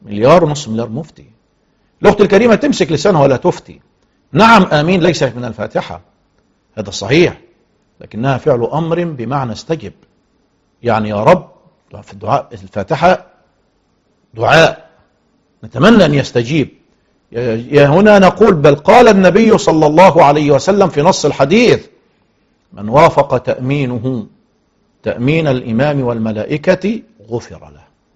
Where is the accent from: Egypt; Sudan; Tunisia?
Egypt; لو ذكرنا مثلا في بلادنا مصر عددنا 100 مليون